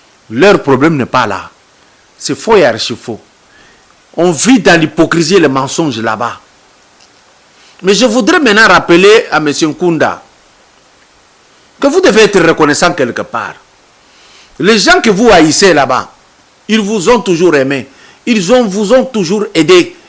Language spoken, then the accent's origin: French; Kongo Central, DR Congo; Le bus arrive chez nous, à Matadi ou à Boma, payé à 2000 euros.